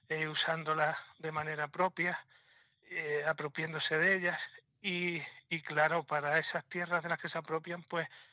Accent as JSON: {"language": "Spanish", "town": "Cortegana", "region": "Andalusia", "country": "Spain", "said": "Estoy en la Sierra de Huelva. Soy un ganadero de la Sierra de Huelva, de Cortegana."}